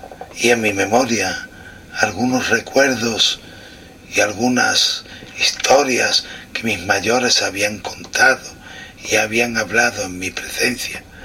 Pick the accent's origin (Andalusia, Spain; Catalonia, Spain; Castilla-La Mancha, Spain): Andalusia, Spain; Cazalla de la Sierra; la represión del régimen franquista en mi pueblo, Casalla de la Sierra, y en los pueblos que conformaban el partido judicial que conformaba y encabezaba mi pueblo.